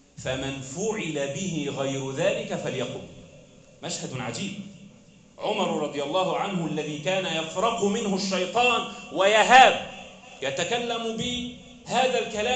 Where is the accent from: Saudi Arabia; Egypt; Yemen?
Egypt; بلدنا مصر